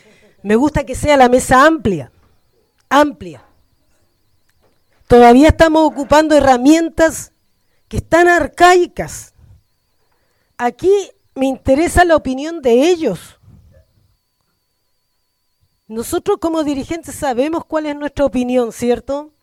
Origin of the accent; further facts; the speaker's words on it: San Antonio, Valparaíso, Chile; de Fortaleza, del lado del polígono Pelancura y del Cerro Centinela.